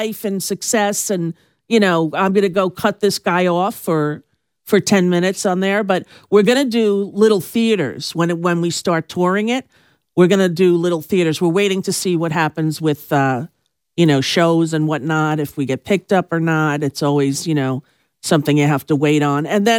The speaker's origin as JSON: {"language": "English", "region": "New York", "country": "United States", "tie": "born or raised there", "said": "growing up on Long Island, we used to get dressed up"}